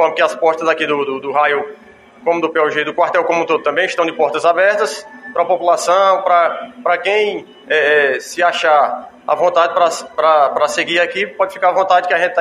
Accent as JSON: {"language": "Portuguese", "region": "Ceará", "country": "Brazil", "said": "já sou da região do Cariri, próximo, e agora estarei vindo morar em definitiva aqui na cidade de Campos Sales"}